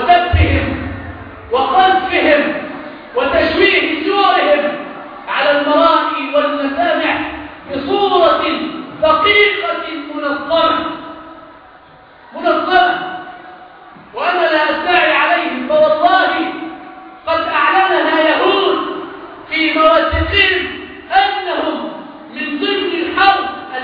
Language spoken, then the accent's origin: Arabic; Egypt; ما الذي يحدد هوية بلدنا مصر؟